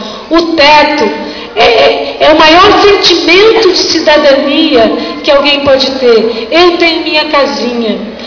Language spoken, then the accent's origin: Portuguese; Cubatão, São Paulo, Brazil; eu nasci Cubatão, sou filha de cubatenses, neta de cubatenses, bisneta de cubatenses, tataraneta de cubatenses. Minhas raízes aqui são profundas, eu amo essa cidade